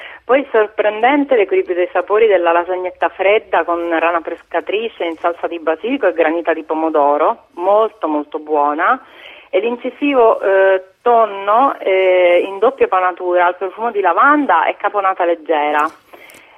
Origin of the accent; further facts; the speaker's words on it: Sicily, Italy; le novità della mia terra partono innanzitutto dalle isole, e dalle Eolie in particolare